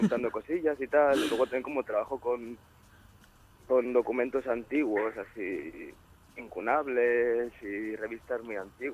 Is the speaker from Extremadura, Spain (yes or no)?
no; Sant Joan Despí, Catalonia, Spain; nosotros somos de San Juan de Espí